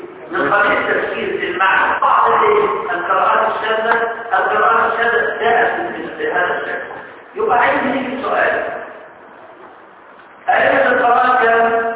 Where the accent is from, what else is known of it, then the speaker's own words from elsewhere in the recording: Egypt; احنا احنا كمصريين